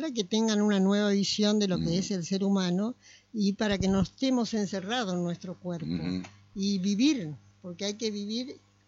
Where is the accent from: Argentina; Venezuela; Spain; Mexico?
Argentina; Mercedes, Corrientes; born there; yo nací en Mercedes Corrientes, en una familia bastante numerosa